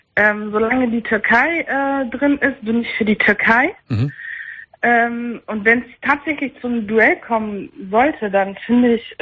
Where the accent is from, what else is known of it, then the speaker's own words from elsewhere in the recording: Germany; Ich meine, ich bin hier in dem Land geboren. Ich habe hier meine Ausbildung gemacht, meine Schule. Also ich gehöre auch dazu.